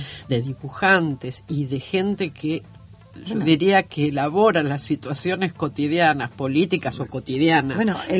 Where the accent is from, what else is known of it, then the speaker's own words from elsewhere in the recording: Argentina; Yo además me decían la francesita cuando era chiquita. Yo decía, yo no soy francesita, soy argentina, me quería sentir.